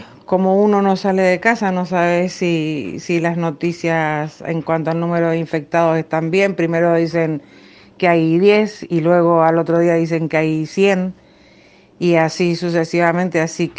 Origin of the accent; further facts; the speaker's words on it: Argentina; now in Florianópolis, Brazil; soy argentina, tengo 55 años y en este momento estoy en la isla de Florianópolis, Brasil.